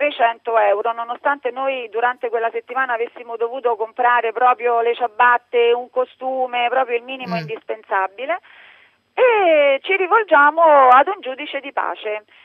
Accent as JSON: {"language": "Italian", "town": "Rome", "region": "Lazio", "country": "Italy", "said": "Non arriviamo a Roma perché noi siamo di Roma, arriviamo a Pisa."}